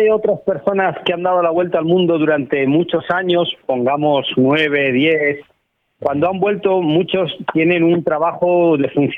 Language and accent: Spanish; Asturias, Spain; He hablado con una organización de mi tierra, de Asturias